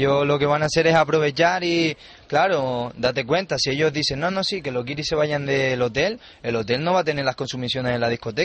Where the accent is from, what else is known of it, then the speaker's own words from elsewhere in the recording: Canary Islands, Spain; porque yo soy conejero, yo soy de Lanzarote.